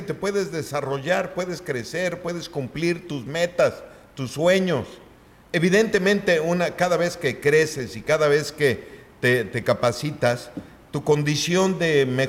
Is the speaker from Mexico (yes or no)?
yes; Mexico; ni porque somos mexicanos